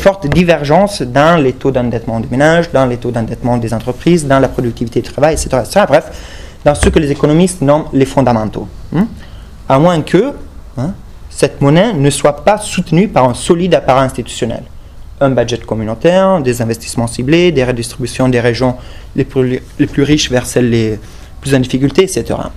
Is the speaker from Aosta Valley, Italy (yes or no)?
yes; Aosta Valley, Italy; Moi, je vois ça très bien chez moi en Val d'Aoste